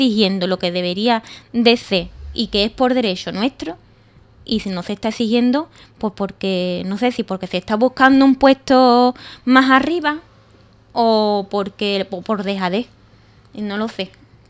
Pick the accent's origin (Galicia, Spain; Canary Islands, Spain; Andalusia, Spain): Andalusia, Spain; cuando es que encima somos los andaluces el servicio de salud el que cobra menos